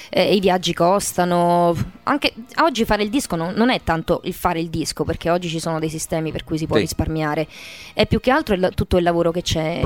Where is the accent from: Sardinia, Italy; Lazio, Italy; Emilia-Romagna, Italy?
Lazio, Italy; Rome; born there; also born or lived in London, United Kingdom; Dipende, perché sono nata a Roma, ma poi appunto ho...